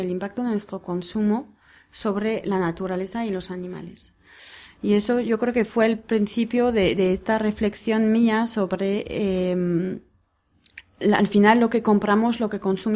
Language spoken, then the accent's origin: Spanish; Basque Country, Spain; Y si viviríamos todos como aquí vascos